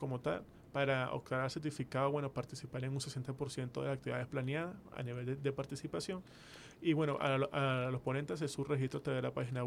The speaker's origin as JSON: {"language": "Spanish", "country": "Venezuela", "said": "consolidar lo que somos como venezolanos, que más allá de un aspecto netamente homogéneo de una identidad, somos un pueblo realmente diverso, un pueblo muy heterogéneo"}